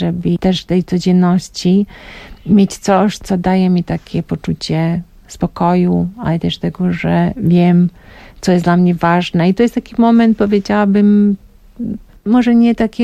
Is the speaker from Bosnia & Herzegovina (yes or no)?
yes; Mostar, Herzegovina-Neretva Canton, Bosnia & Herzegovina; Polish is a second language; also born or lived in Belgrade; now in Poland; jestem z Mostaru, ale wiesz, nie bezpośrednio przyjechałam z Mostaru, tylko miałam taki przystanek 2-letni w Belgradzie. Tak, jestem z Białej Jugosławii, tak to jest, Mostar jest teraz w Bośni i Hercegowinie